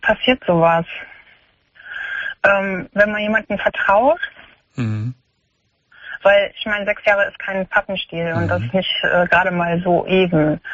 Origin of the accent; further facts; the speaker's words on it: Baden-Württemberg, Germany; also ich komme aus Baden-Württemberg. Mhm. Und ich hatte schon, also meine, ich wohne jetzt in Nordrhein-Westfalen.